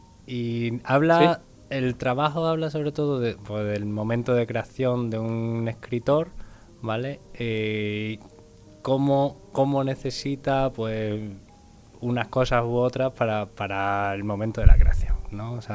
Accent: Badajoz, Extremadura, Spain; Soy de Badajoz.

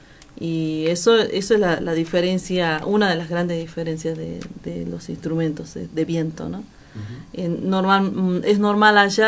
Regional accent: Iruya, Salta, Argentina; No, yo soy de Finca Santiago de Iruya, que es en la provincia de Salta.

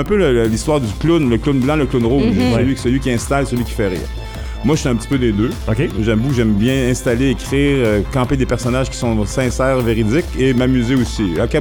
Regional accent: Trois-Rivières, Quebec, Canada; also born or lived in Montreal; à l'origine, moi, j'étais à Montréal. Moi, je viens de Trois-Rivières. J'ai été à Montréal longtemps.

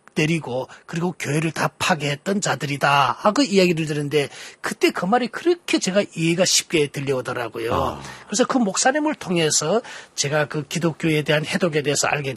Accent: North Korea; now in South Korea; 북한에서 나올 때는 그냥 탈북자의 한 사람으로 탈북자의 신분으로 중국에 나왔지 않습니까?

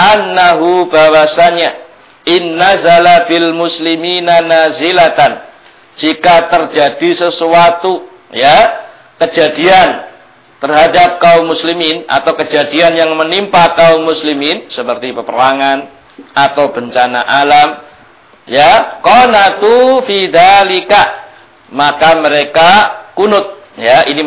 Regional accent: Krian, East Java, Indonesia; di kampung saya di Krian sana, ya.

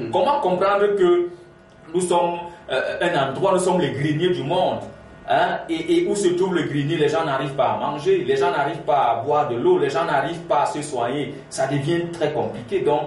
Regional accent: Cameroon; chez nous au Cameroun qui parle de la migration irrégulière de cette façon

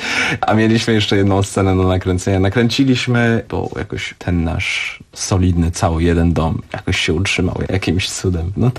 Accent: Switzerland; first language French; Polish is a second language; Ja jestem Szwajcarem francuskojęzycznym, tak jest.

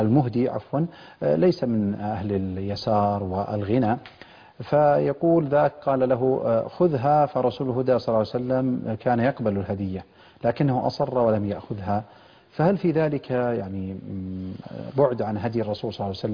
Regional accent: Saudi Arabia; نسأل الله عز وجل أن يحفظ بلادنا المملكة العربية السعودية

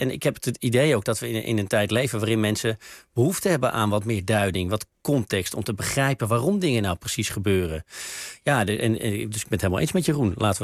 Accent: Bussum, North Holland, Netherlands; Ik kom uit Bussum toevallig, maar wel aan de verkeerde kant van het spoor, zoals we in Bussum altijd zeiden. Dus ik kom inderdaad uit een doodgewone familie.

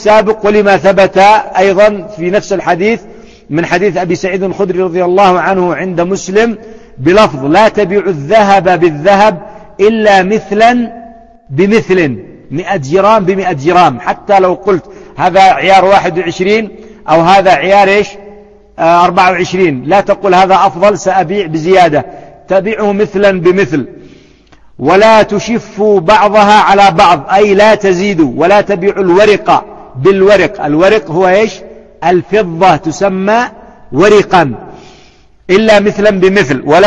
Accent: Yemen; وأيضا البر عندنا في اليمن ما زال يتفاوت

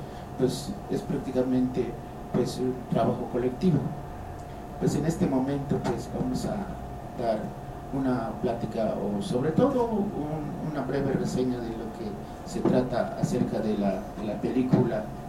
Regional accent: Zinacantán, Chiapas, Mexico; trabajó durante 40 años aquí en mi pueblo, que es Sinacantá

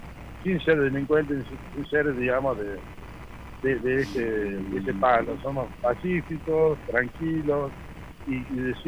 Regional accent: Bialet Massé, Córdoba, Argentina; de Violet Macé.

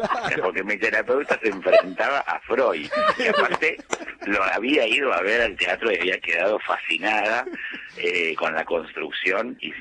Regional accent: Argentina; Somos argentinos, somos totalmente diferentes y únicos.

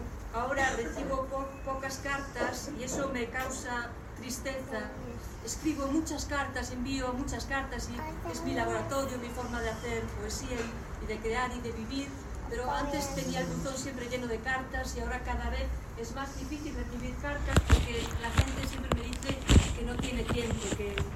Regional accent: Galicia, Spain; porque vengo de un río, vengo de mi tierra, Galicia, y vengo a otra tierra en la que me siento un poco extraña porque yo no conozco mucho Madrid.

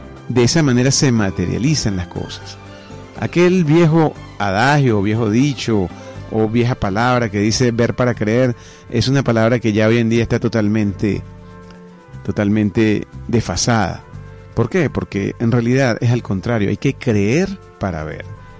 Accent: Venezuela; no hay otro gentilicio tan maravilloso como el nuestro, como el venezolano

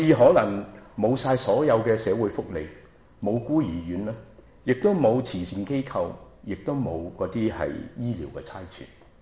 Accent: China; 但是虚心来讲，对我们中国人都是要小心

